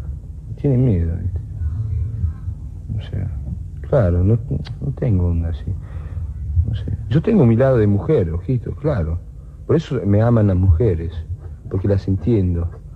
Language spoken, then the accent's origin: Spanish; Italy; also born or lived in Scotland / England; Sí, pero yo soy un italiano que no es italiano. Mi mamá nació en China, mi padre en Turquía. Yo viví en Escocia, en Inglaterra. No sé.